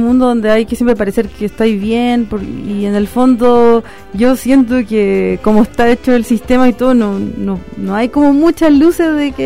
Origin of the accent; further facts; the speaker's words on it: Santiago Metropolitan, Chile; yo soy de Gran Avenida.